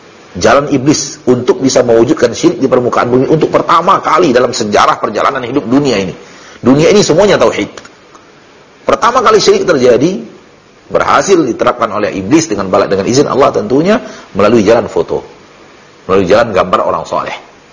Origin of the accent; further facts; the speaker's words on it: South Sulawesi, Indonesia; berasal dari Sulawesi Selatan. Di Bugis, Masya Allah, warga Bugis